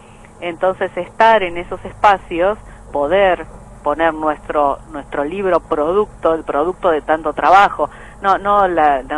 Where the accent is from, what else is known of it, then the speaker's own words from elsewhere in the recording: Argentina; somos tres argentinas, digamos, en el plantel